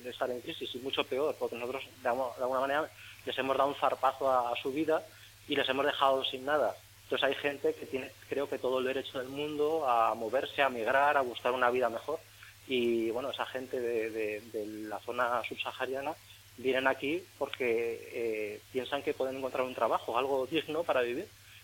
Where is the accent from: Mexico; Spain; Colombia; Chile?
Spain; Huesca, Aragon; junto a un amigo, a Manuel Gómez, somos los dos de Huesca